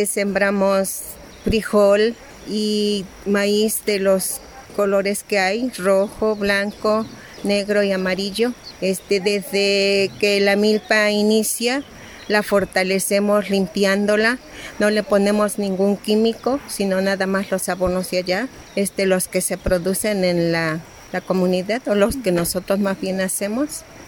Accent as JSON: {"language": "Spanish", "town": "Matlalapa", "region": "Veracruz", "country": "Mexico", "said": "vengo de la comunidad de Matlalapa, municipio de Xico."}